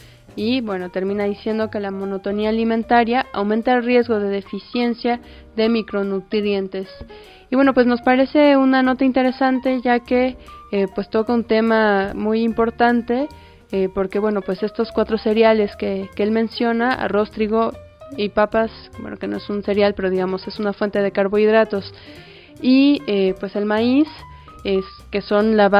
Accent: Mexico; nuestra alimentación como mexicanos

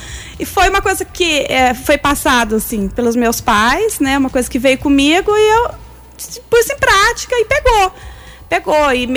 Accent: São Bernardo do Campo, São Paulo, Brazil; born there; also born or lived in Minas Gerais; eu sou natural de São Bernardo do Campo, São Paulo, né? Mas a minha mãe é de Minas. Então, eu morava em Minas e fui fazer a faculdade em Alfenas.

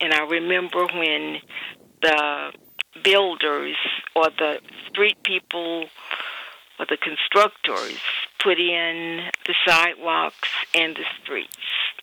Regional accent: Rock Hill, South Carolina, United States; I grew up in Rock Hill. In fact, I still live in the same home that I grew up in.

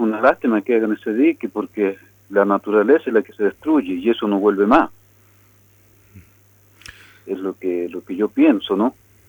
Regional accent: Las Loicas, Mendoza, Argentina; now in Salta, Argentina; Bueno, yo nací y me crié en Las Loicas ahí. Y vivo en Salta, pero todos los años voy allá porque tengo mi casa allá.

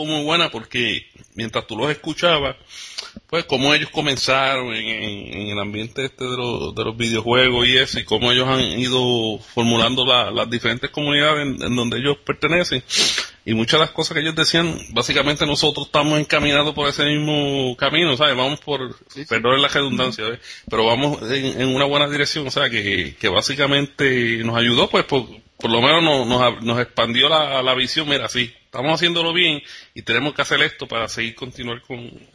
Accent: Puerto Rico; nos paramos en el medio como buenos puertorriqueños, en medio del pasillo

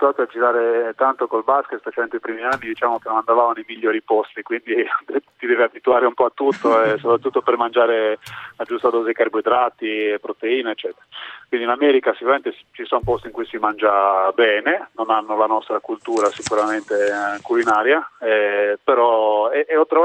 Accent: Olbia, Sardinia, Italy; io sono di Olbia, vivo a Volfaranchi

